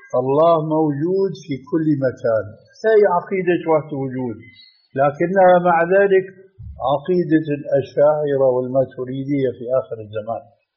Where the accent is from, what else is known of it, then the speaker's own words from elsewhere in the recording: Syria; وبيقولوا في بعض العبارات التي مع الأسف تلقفها بعض العامة عندنا في سوريا